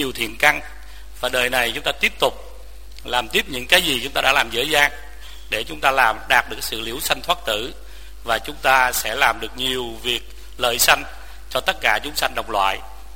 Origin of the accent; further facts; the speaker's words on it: Quy Nhon, Binh Dinh, Vietnam; born there; also born or lived in Dien Ban; tôi sinh ra tại Bình Định, ở thành phố Quy Nhơn, Bình Định bây giờ.